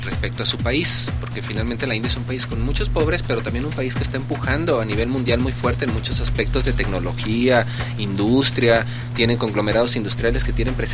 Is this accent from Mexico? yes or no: yes; Mexico; O sea, ¿quién se puede dar ese lujo si no somos los mexicanos?